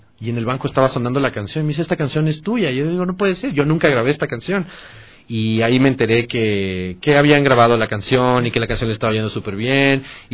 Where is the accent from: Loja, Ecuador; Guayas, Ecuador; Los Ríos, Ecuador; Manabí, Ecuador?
Guayas, Ecuador; Guayaquil; now in Quito, Ecuador; Yo soy de Guayaquil. Soy un poquito lejos.